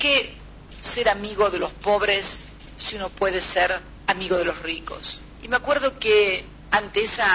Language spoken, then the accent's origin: Spanish; Argentina; Y en mi país muchos decían que en realidad no nos convenía a los argentinos conformar el Mercosur